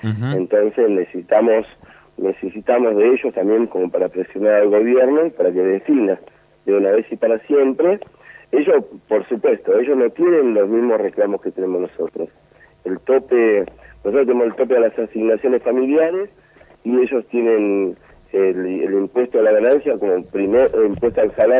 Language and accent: Spanish; Argentina; Y es una vergüenza como argentinos que andemos llorando al imperio para poder pagarle.